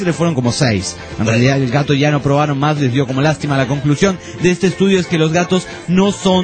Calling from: Venezuela; Hablando sobre los bichos bola, aquí en mi país se llaman coquicos.

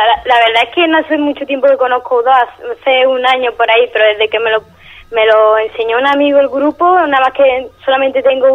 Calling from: Seville, Andalusia, Spain; Desde Sevilla.

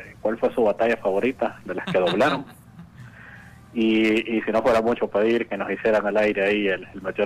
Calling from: Tegucigalpa, Francisco Morazán, Honduras; ¿De qué? ¿De Tegucigalpa?

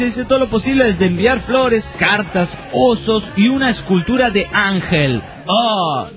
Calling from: Pucallpa, Ucayali, Peru; de Pucallpa, Perú.

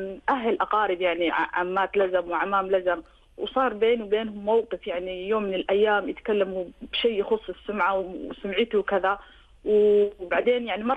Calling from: Somalia; أنا صومالية مقيمة في دولة الإمارات مدينة الشارجة.

